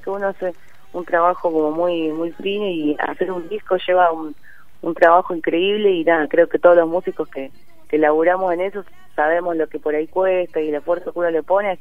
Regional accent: Buenos Aires, Argentina; No, yo siempre me crié acá en Buenos Aires.

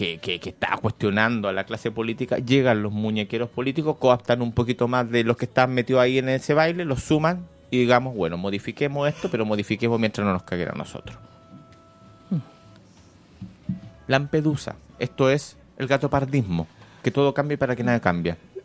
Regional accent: Chile; Yo soy de allá, de los Cerros Sales

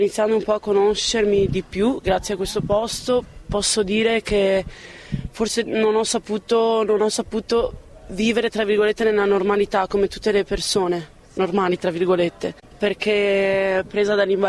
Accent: Padua, Veneto, Italy; vengo da Padova e ho 30 anni.

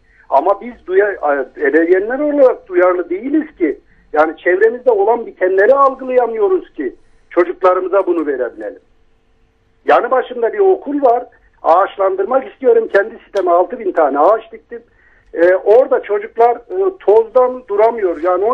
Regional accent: Kozan, Adana, Turkey; Şimdi ben Avrupa ve Adana Kozanlıyım ben.

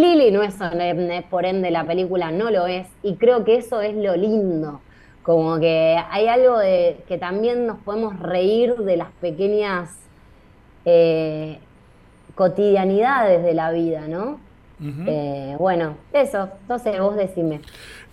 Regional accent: Buenos Aires, Argentina; yo soy una vecina de Villa Urquiza, nacida y criada en Villa Urquiza

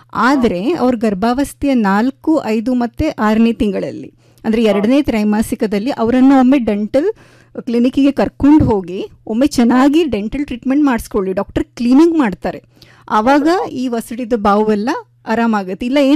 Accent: Udupi, Karnataka, India; now in Dharwad, India; ನಾನು ಉಡುಪಿಯೋಳು ಸರ್, ನಾನು ಧಾರವಾಡಲ್ಲಿ ಇರೋದು.

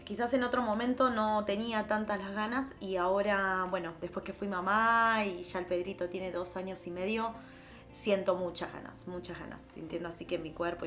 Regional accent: Buenos Aires Province, Argentina; Yo nací en Capital Federal, pero me crié en el conurbano sur.

